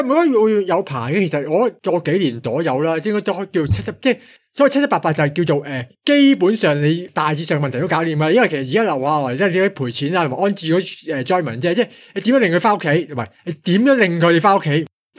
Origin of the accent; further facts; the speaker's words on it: Hong Kong; 我哋香港人好坚强嘅，唔不辐射嘅。